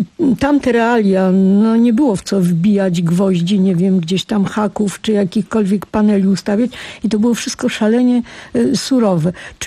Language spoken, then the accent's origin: Polish; Warsaw, Masovian Voivodeship, Poland; no my jesteśmy z Warszawy, więc u nas, w naszym mieście to było kilka takich najważniejszych punktów